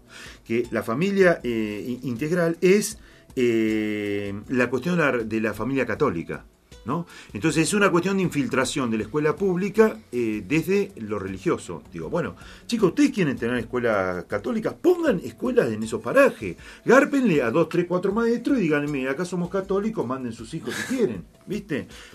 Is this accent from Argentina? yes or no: yes; Buenos Aires, Argentina; Ah, mire, buenos que somos nomás los porteños.